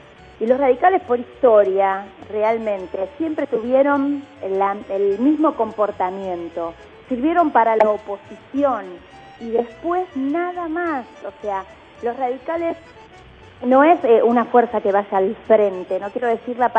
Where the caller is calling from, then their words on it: Olivos, Buenos Aires Province, Argentina; soy de Olivos.